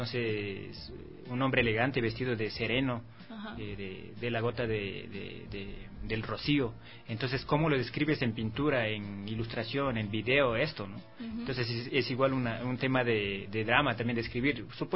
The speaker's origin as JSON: {"language": "Spanish", "region": "Amazon", "country": "Ecuador", "lives_now": "Quito, Ecuador", "said": "siempre estaban curiosos de que soy de la Amazonía y qué es lo que traigo realmente, qué estoy haciendo acá."}